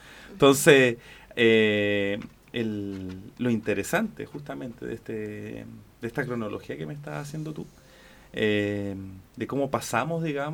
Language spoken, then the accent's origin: Spanish; Chile; Y a veces como pueblo chileno nos cuesta verlo.